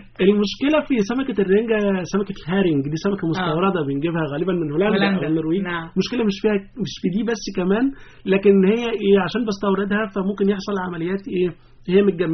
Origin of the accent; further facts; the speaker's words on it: Egypt; لكن في الغالب كلنا كمصريين بناكلها، حتى لو مش في شم النسيم